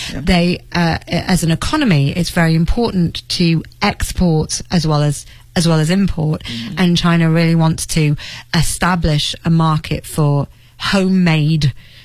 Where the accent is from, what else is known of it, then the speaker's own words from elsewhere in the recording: England, United Kingdom; Some people would say, I'm English, or I think Z.